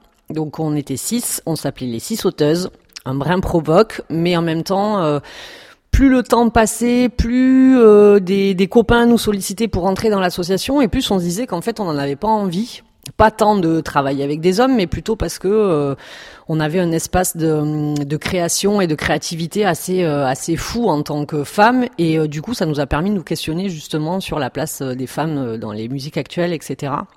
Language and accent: French; Perpignan, Occitanie, France; je suis catalane, donc je viens de Perpignan. Comme, voilà, j'ai du mal à cacher mon accent, on me découvre, je suis découverte à chaque fois.